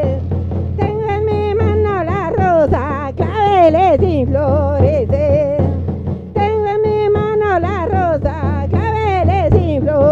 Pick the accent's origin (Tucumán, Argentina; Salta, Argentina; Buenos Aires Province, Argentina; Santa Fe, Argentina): Salta, Argentina; Orán; Yo soy de Salta, de Orán. De Orán, de la Somna, las selvas.